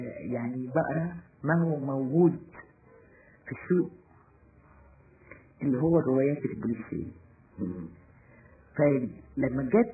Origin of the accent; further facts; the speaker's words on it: Damietta, Damietta Governorate, Egypt; born there; also born or lived in Mansoura / Assiut; انا مولوده في دمياط ولكن ابي عمل في المنصوره فتره وعمل في اسيوط فتره.